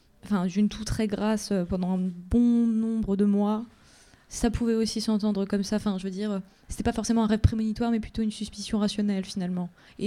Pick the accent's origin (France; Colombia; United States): Colombia; moi, puisque moi, je viens de Colombie, et chez nous, quand une personne est morte, la personne, elle peut nous voir une fois dans sa vie.